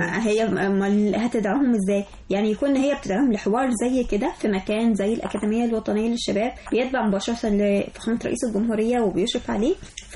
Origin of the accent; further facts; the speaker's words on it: Egypt; وبتواجهنا احنا كمصريين بصفة خاصة